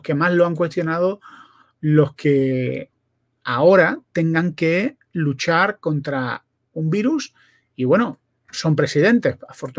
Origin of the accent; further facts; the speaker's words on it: Spain; yo soy español